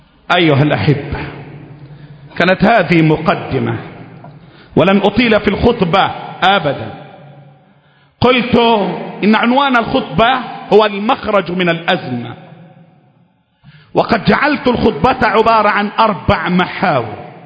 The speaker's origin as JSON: {"language": "Arabic", "country": "Egypt", "said": "أنا مصري، أنا مصري،"}